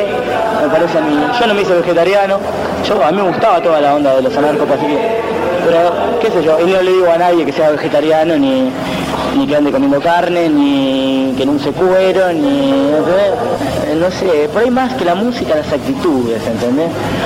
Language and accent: Spanish; Mar del Plata, Buenos Aires Province, Argentina; No, nunca dejamos Mar del Plata. Somos todos de Mar del Plata.